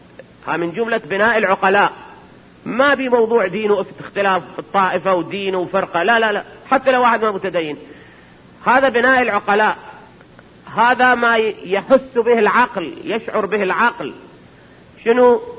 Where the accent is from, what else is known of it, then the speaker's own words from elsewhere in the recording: Iraq; احنا عندنا بالعراق